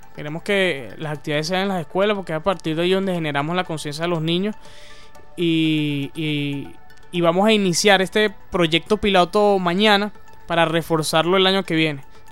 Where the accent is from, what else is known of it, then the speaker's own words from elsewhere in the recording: Venezuela; todo un tema del hábito y de la cultura nuestra como venezolano